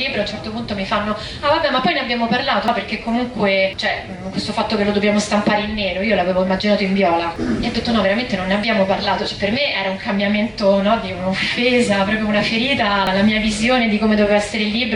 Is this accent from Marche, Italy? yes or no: no; Rome, Lazio, Italy; Io che sono di Roma